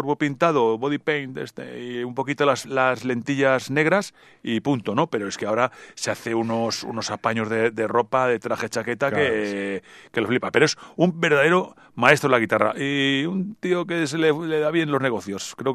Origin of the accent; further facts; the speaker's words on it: Madrid, Community of Madrid, Spain; Yo soy de Madrid, ¿eh?